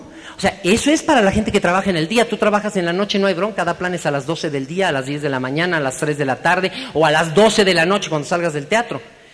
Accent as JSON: {"language": "Spanish", "country": "Mexico", "said": "como los mexicanos tuvimos un grave defecto"}